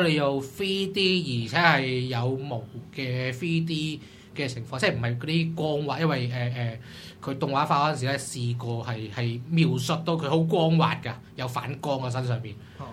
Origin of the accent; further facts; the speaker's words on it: Hong Kong; 全世界最风头等，仲唔系我哋香港人？